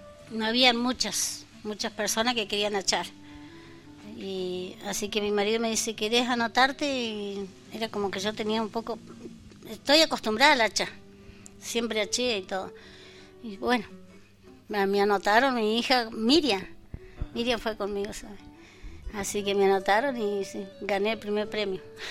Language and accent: Spanish; Machín Ahogado, Río Negro, Argentina; born there; representé Machín Ahogado, yo soy nacida en Machín Ahogado.